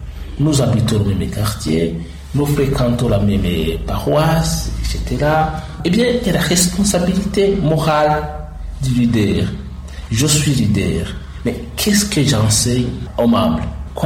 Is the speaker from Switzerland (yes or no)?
no; Burundi; c'est d'abord, nous sommes des Burundais.